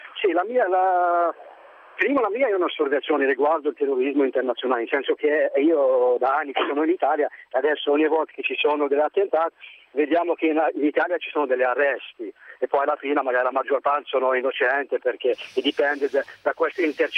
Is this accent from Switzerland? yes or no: no; Algeria; Italian is a second language; Algerino. Io sono algerino